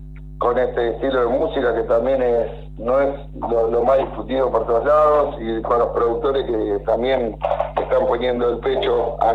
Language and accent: Spanish; Buenos Aires Province, Argentina; Nosotros somos todos de Zona Sur, no somos de Capital Federal.